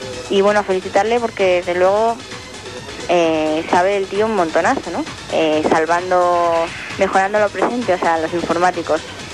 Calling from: Madrid, Community of Madrid, Spain; llamo desde Madrid.

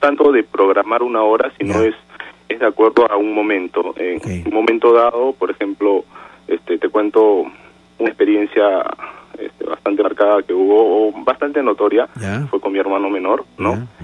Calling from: Rímac, Lima, Peru

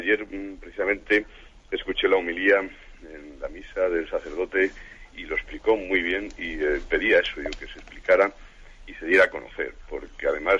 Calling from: Salamanca, Castile and León, Spain; de Salamanca.

